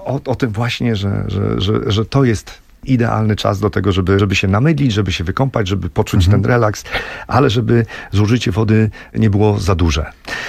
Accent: Olsztyn, Warmian-Masurian Voivodeship, Poland; bo my z Krzysztofem jesteśmy z Olsztyna, ludzie z Olsztyna.

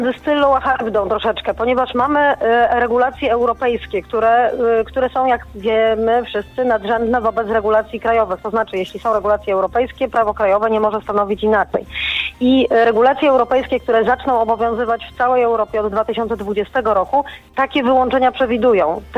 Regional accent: Kraków, Lesser Poland, Poland; ja jestem z Krakowa, więc ten problem smogu to rzeczywiście jest coś, co jest mi bardzo, bardzo, niestety bardzo bliskie.

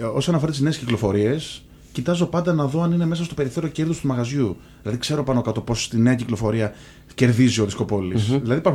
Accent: Athens, Attica, Greece; also born or lived in Lefkada; Όχι, μεγάλωσα στην Αθήνα. Είμαι από Λευκάδα, αλλά μεγάλωσα στην Αθήνα.

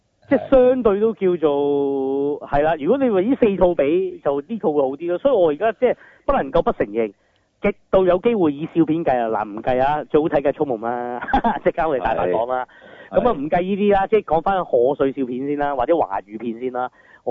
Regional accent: Hong Kong; 咁呢啲對我哋香港人係難受

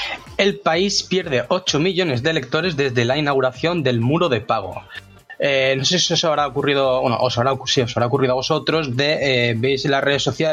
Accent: Alicante, Valencian Community, Spain; para los que somos de Alicante

